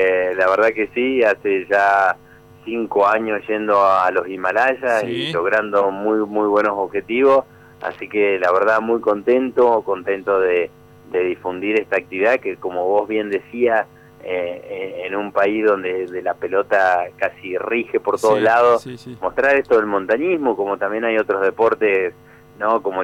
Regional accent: Trelew, Chubut, Argentina; moved away as an adult; now in Mendoza, Argentina; yo estoy acá adoptado por la ciudad de Mendoza hace ya 10 años, pero en realidad provengo de Trelew, muy cerquita ahí de Puerto Madryn

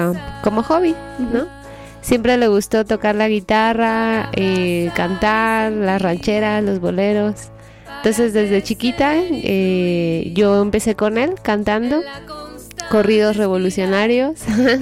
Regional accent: Mexico; moved away as an adult; Hace 8 años y medio salí de México y me fui a estudiar música a Italia, en Milán

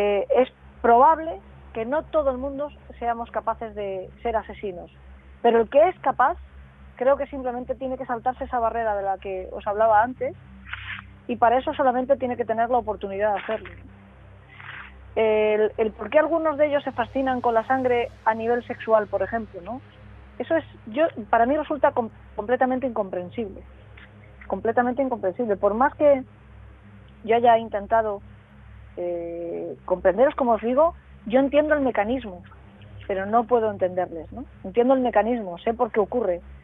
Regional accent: San Vicente del Raspeig, Valencian Community, Spain; Yo soy de San Vicente de los Tres, en Alicante

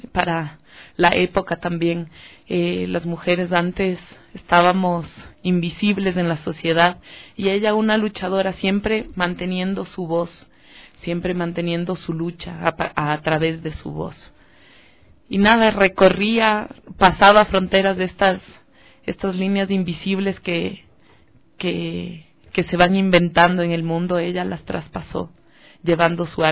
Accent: Ecuador; aquí como ecuatorianos y como ecuatorianas también que tenemos tanta cultura.

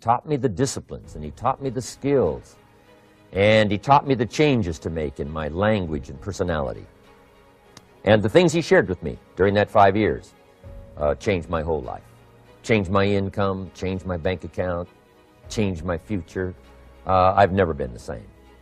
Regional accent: Idaho, United States; I grew up in Idaho, farm country. My father still lives on the old homestead where I grew up, southwestern Idaho.

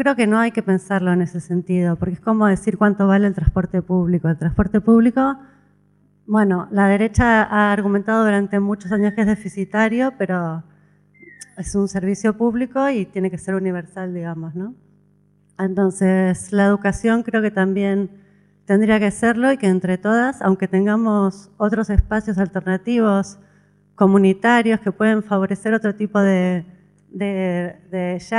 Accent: Argentina; now in Spain; Yo soy argentina, tengo dos hijos nacidos aquí, catalano-argentinos, vamos a poner.

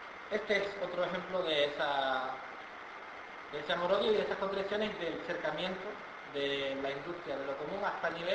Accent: Canary Islands, Spain; now in Andalusia, Spain; yo soy canario repatriado aquí en Andalucía

